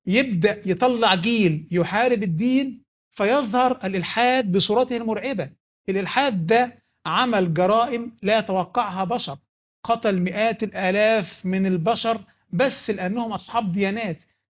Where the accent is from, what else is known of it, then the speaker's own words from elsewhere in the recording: Egypt; احنا عندنا في مصر البوليس